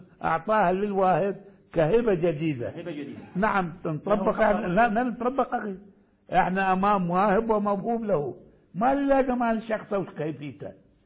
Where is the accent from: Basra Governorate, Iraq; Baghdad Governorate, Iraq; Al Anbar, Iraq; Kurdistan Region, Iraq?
Baghdad Governorate, Iraq; Baghdad; ولذلك كانت عندنا في بغداد مثلا